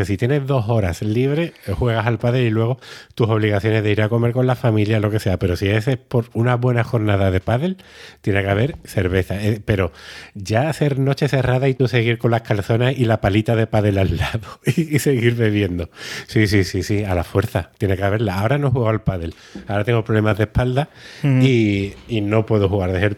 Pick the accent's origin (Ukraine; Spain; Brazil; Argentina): Spain; Andalusia; cuando hagamos otra vez esos intercambios culturales para dejar tu dinero gallego en mi tierra y yo mi dinero andaluz en la tuya